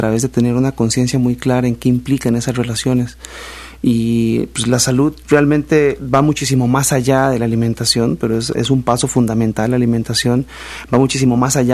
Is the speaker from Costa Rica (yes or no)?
yes; Costa Rica; moved away; yo soy de Costa Rica y cuando estábamos allá